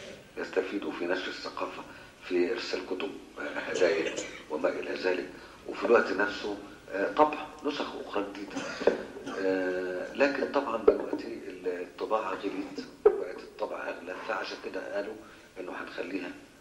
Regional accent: Egypt; احنا عندنا في مصر ما فيش الكلام ده

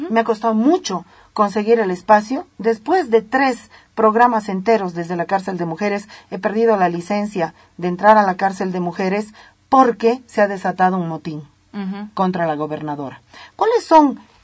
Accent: Bolivia; te lo digo yo como boliviana, si te sirve.

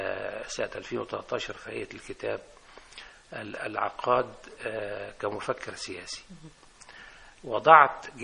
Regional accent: Egypt; وهذه الفرق كانت بتدور عندنا في الريف

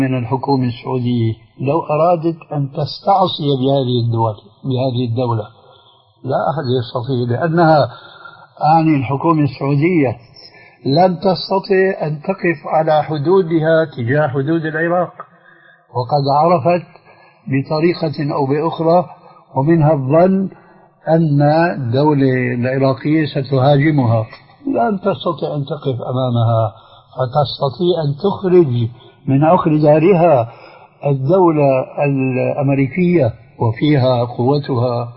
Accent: Syria; فالحزب البعث عندنا في سوريا لا يمثل الشعب السوري

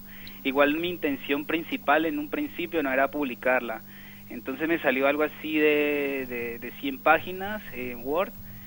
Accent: Cali, Valle del Cauca, Colombia; Exacto, yo soy de Cali

